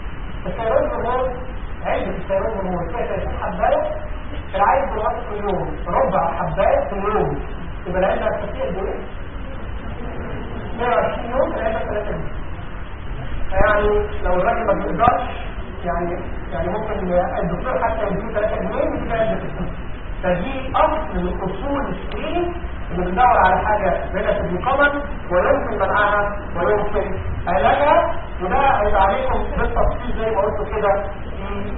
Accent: Egypt; عندنا في مصر في المعالم المركزيه كلها في الصحه

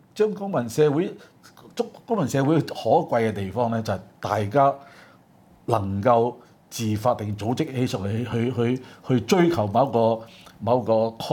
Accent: Hong Kong; 我哋香港人係冇能力令基本法變形走樣嘅。

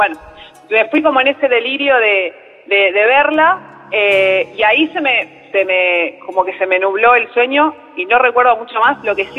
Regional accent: Paso del Rey, Buenos Aires Province, Argentina; Soy de Paso del Rey.

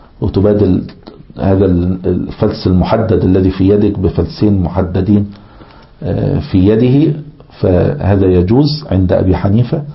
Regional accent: Egypt; كان مثلا عندنا في مصر وكذا كل شوية فئات العملة

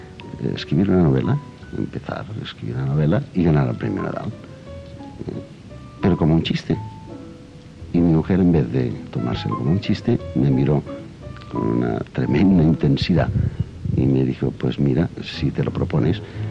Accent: Darnius, Catalonia, Spain; empecé con la palabra Darnigus, que es la palabra de mi pueblo

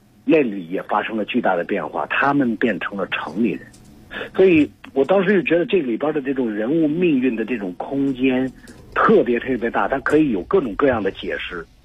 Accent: Xinjiang, China; 对，我是西北人，我生长在新疆。

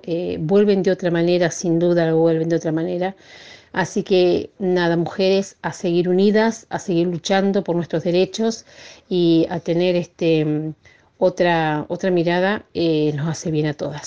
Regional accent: Uriburu, La Pampa, Argentina; soy de Uriburu y bueno, participé en este encuentro de mujeres.

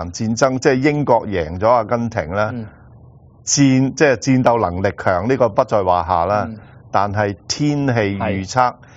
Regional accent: Hong Kong; 就係我哋香港人咧都好對呢方面好

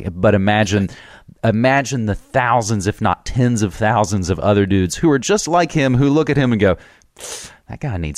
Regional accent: West Virginia, United States; now in Portland, United States; I'm born and raised West Virginia boy. I've been in Portland, Oregon for over a decade now, but I'm from there and I go back and visit at least once a year.

